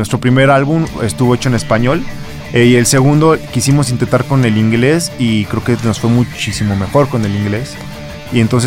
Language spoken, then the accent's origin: Spanish; Irapuato, Guanajuato, Mexico; somos de Irapuato, pero pues hay venta para todos lados